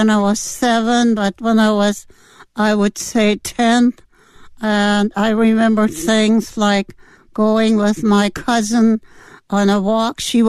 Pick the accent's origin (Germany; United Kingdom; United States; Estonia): Germany; Berlin; I grew up in Berlin, Germany, and my father owned his own business.